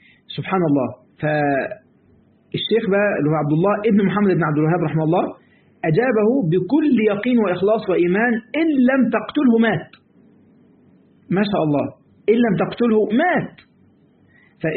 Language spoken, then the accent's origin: Arabic; Egypt; من الفوائد في بعض الكلمات عندنا في مصر يقول لك أنا عملت كذا والباقي على ربنا